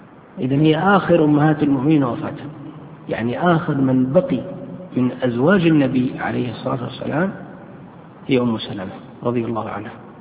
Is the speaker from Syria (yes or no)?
no; Yemen; فقالوا قيدوه في صنعاء عندنا في اليمن